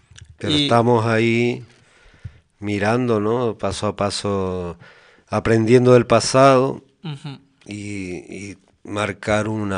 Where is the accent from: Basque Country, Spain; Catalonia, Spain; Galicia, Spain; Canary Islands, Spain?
Canary Islands, Spain; Tacoronte; Bueno, lo de Mesa del Mar es que yo soy de Tacoronte.